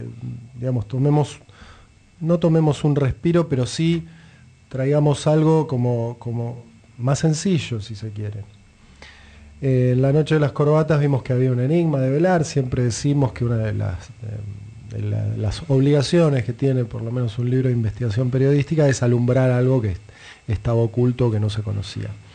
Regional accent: Mar del Plata, Buenos Aires Province, Argentina; yo me crié en Mar del Plata, tengo vínculos profesionales allá, trabajé unos cuantos años en La Capital, que es el diario más importante allá

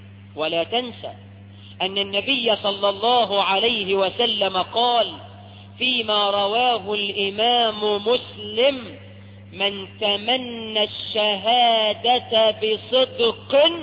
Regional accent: Egypt; احنا كمصريين برضو بنستقبل رمضان بالفرح

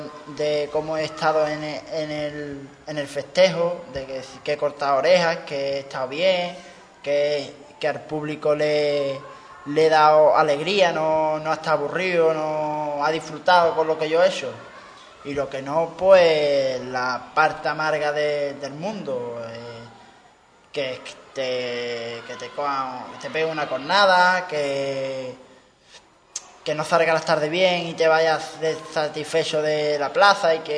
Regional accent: Ubrique, Andalusia, Spain; venga ese concurso Ubrique y además que pueda torear yo en mi pueblo y sea un gran día

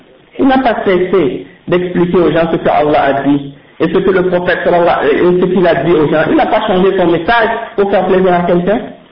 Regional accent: Quebec, Canada; born there; Je suis né au Québec. Ma mère est née au Québec. Ma grand-mère est née au Québec. Mon arrière-grand-père, ils sont nés au Québec. Qu'est-ce qui va me dire que je suis un immigrant ici? Je n'ai pas choisi où je suis né, mais je suis un musulman.

